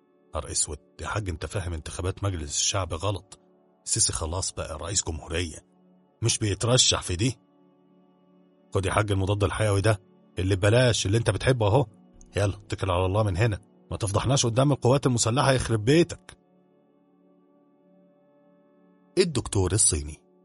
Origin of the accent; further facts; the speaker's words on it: Egypt; المهم كعادتنا كمصريين بننبهر بالحاجات دي ولينا حق الصراحة